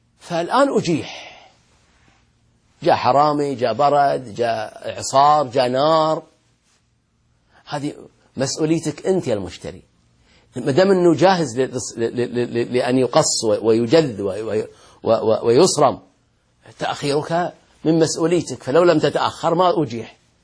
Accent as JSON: {"language": "Arabic", "town": "Al-Ahsa", "region": "Eastern Province", "country": "Saudi Arabia", "said": "عندنا في الأحساء في الرطب في التمر وكذا"}